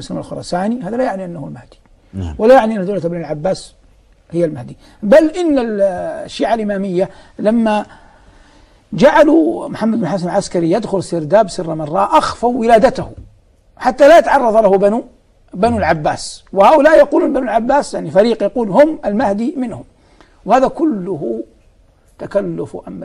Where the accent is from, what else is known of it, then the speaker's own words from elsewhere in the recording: Hejaz, Saudi Arabia; يوجد عندنا في الحجاز كثير العتر